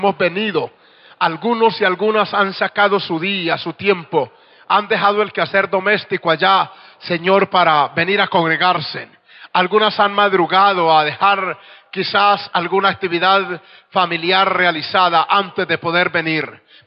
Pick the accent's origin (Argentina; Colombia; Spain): Colombia; 2 de los oficiales que estamos allá ayudando ahora también somos colombianos.